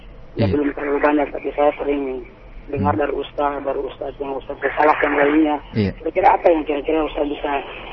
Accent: North Maluku, Indonesia; now in Jakarta, Indonesia; Kampung saya di daerah Halmahera, Maluku Utara.

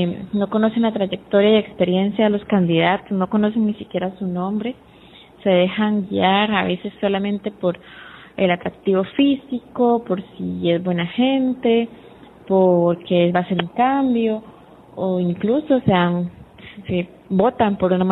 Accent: Costa Rica; como buen tico, muy buenas ticas, todo el mundo llegó para el final

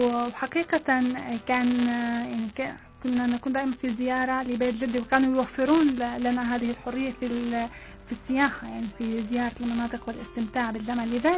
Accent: Damascus, Damascus Governorate, Syria; أنا يعني بالرغم من أنني ترعرعت في دمشق لأننا لم نكن غائبين عن الجو الريفي أبدا.

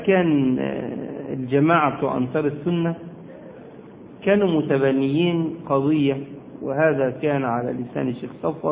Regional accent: Egypt; وكان زمان عندنا في مصر هيئة كبار العلماء

